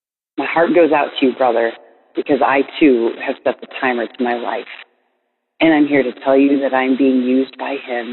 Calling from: Las Vegas, Nevada, United States; I am calling from Las Vegas, Nevada

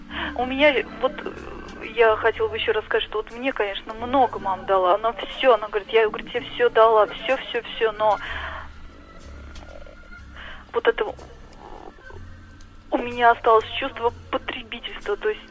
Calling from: Saratov, Saratov Oblast, Russia; я звоню из Саратова. Мне 29 лет, я уже сама являюсь мамой и являюсь дочкой.

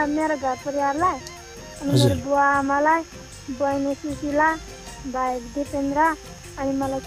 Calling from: Korak, Bagmati, Nepal; कोराकदेखि

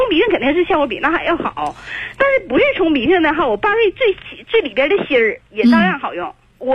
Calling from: Shenyang, Liaoning, China; 我是沈阳的朋友。

